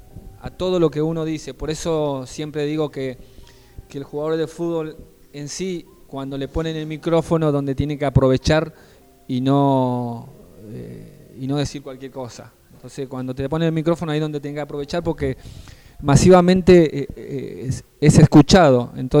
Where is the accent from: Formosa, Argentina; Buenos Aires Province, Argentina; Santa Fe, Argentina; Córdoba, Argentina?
Formosa, Argentina; yo soy de Formosa, por eso tengo la clínica de fútbol en Formosa, quería aclarar eso. Yo de muy chico también, como ustedes, así tenía el colegio, estaba en la secundaria allá en Formosa